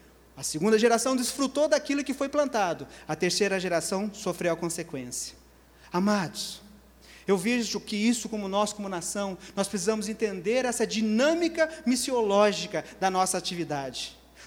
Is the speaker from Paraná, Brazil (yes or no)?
yes; Telêmaco Borba, Paraná, Brazil; moved away; Uma pessoa como eu, que saiu lá de Telêmaco Borba, no Paraná